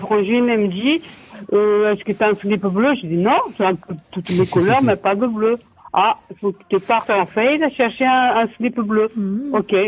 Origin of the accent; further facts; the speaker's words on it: Portugal; now in France; moi, je suis donc de Pont-Voix de Lagnoso.